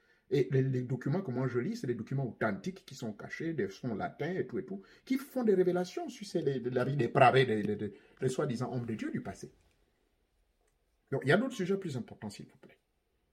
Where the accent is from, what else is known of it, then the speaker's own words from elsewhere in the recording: Gabon; chez moi, au Gabon